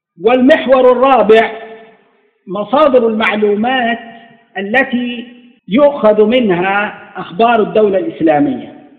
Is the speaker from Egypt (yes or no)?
yes; Egypt; نحن عندنا في مصر الذي يخطب بورقة على المنبر ممكن يضربه الناس